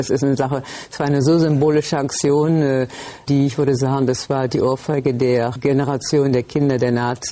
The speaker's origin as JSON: {"language": "German", "region": "Berlin", "country": "Germany", "tie": "born or raised there", "said": "Ich bin 71 Jahre alt, verheiratet und Mutter von 2 erwachsenen Kindern. Meine Heimatstadt ist Berlin."}